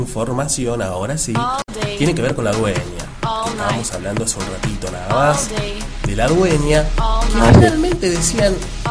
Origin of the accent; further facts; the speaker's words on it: Argentina; Claro, somos de Argentina, pero no.